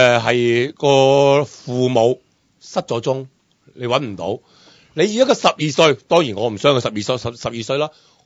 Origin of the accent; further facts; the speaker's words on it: Hong Kong; 由嚟嘅嗰一日开始，你都压鸠紧我哋香港人嘅。